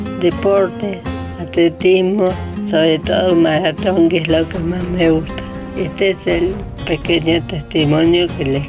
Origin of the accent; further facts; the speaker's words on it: Concordia, Entre Ríos, Argentina; born there; Soy nacida en Concordia, Entre Ríos. Tengo 55 años.